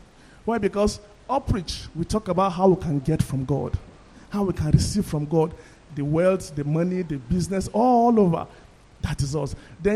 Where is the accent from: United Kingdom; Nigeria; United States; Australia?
Nigeria; Kaduna, Kaduna State; Long time ago, when I was growing up in Kaduna with my family